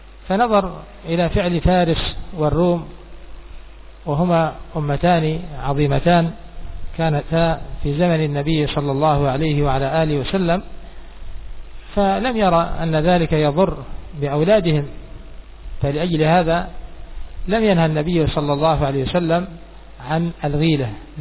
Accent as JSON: {"language": "Arabic", "country": "Yemen", "said": "عندنا في اليمن"}